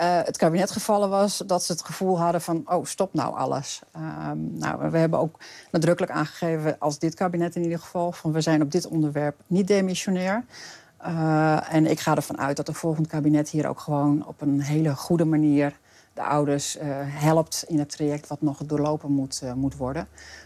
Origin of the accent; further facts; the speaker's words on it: Friesland, Netherlands; Ik kom natuurlijk zelf uit Friesland en ben daar ook geworteld. Ik woon daar ook.